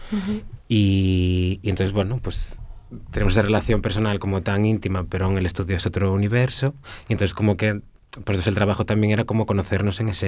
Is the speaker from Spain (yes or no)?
yes; Vigo, Galicia, Spain; Elena de Extremadura, yo de Galicia. Como de Vigo, como